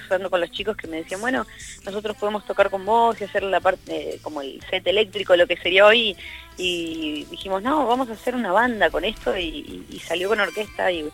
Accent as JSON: {"language": "Spanish", "region": "Santa Fe", "country": "Argentina", "moved": "yes", "lives_now": "Buenos Aires, Argentina", "said": "6 años, serán 5. En realidad, desde que me mudé por primera vez a Capital Federal, ya que yo soy de Santa Fe."}